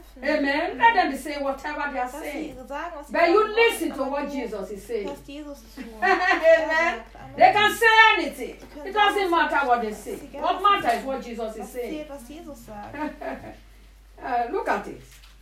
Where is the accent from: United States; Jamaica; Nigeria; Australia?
Nigeria; I know how to do it. I'm from Nigeria.